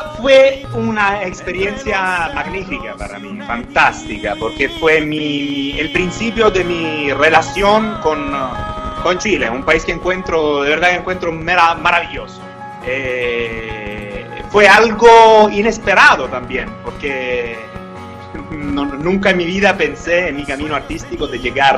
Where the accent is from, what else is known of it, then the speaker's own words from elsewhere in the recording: Apulia, Italy; Spanish is a second language; Estoy acá en Italia, en el sur de Italia, en el taco de la bota, en mi país.